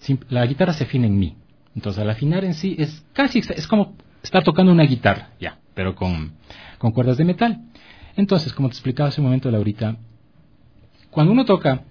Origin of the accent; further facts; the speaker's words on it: Otavalo, Imbabura, Ecuador; Porque como soy de Otavalo, pues mis vacaciones las pasaba en Otavalo.